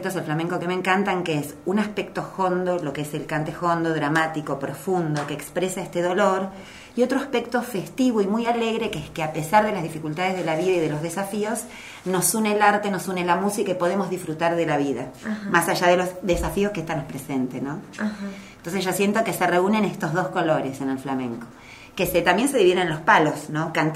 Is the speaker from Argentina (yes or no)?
yes; Patagonia, Argentina; born there; Yo soy argentina, nacida en la Patagonia.